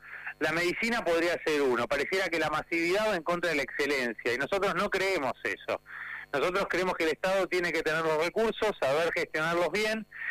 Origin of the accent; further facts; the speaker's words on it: Argentina; los que perdemos somos los argentinos